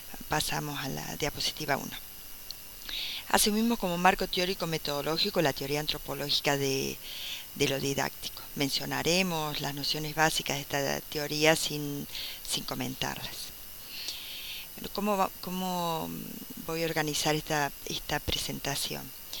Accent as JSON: {"language": "Spanish", "town": "Río Cuarto", "region": "Córdoba", "country": "Argentina", "said": "de Argentina, de la ciudad de Río Cuarto."}